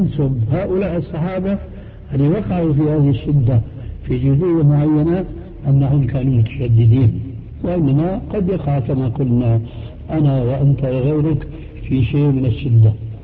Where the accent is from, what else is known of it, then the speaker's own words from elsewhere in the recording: Syria; وهنا يقولون عندنا في سوريا شو هالشد